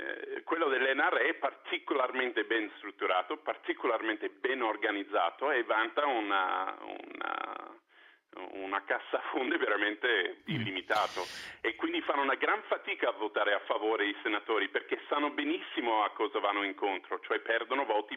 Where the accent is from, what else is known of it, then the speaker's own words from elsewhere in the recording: United States; da americano capisco anche la storicità del nostro diritto alle armi